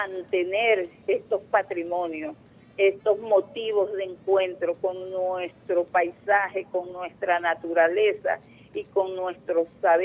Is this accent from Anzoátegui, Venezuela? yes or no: yes; Anzoátegui, Venezuela; born there; Yo nací en Anzuategui, del otro lado del Orinoco